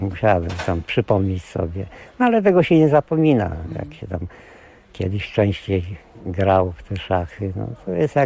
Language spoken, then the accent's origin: Polish; Świnoujście, West Pomeranian Voivodeship, Poland; Jestem ze Świnoujścia. Od 2007 właściwie już jestem na takiej jakby banicji.